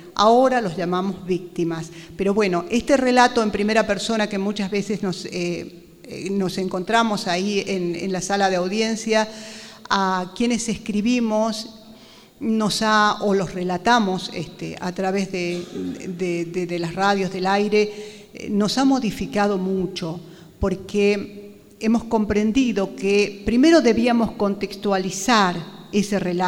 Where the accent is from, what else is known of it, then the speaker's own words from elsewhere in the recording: Jujuy, Argentina; Yo soy de La Puna